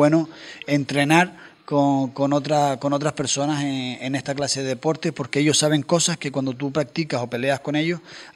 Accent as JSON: {"language": "Spanish", "town": "Puerto del Carmen", "region": "Canary Islands", "country": "Spain", "tie": "born or raised there", "also_born_or_lived": "Arrecife", "said": "Arrecife, como nacemos prácticamente todos hoy en día, que nacemos en Arrecife, pero yo me crié en La Tiñosa, que es el pueblito pequeño en Puerto del Carmen."}